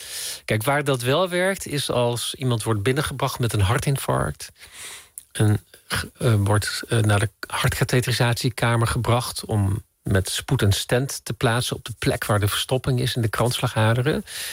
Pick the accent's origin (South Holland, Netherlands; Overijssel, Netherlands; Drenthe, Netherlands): Drenthe, Netherlands; Emmen; En vanuit Drenthe, ik ben in Zuidoost-Drenthe opgegroeid in Emmen.